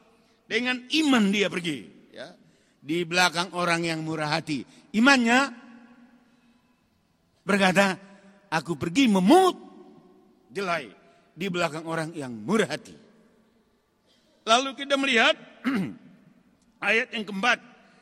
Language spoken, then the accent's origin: Indonesian; North Sumatra, Indonesia; Kalau orang kita Batak, bodo sarupa anak do paruma, boru do parumaen, bisa.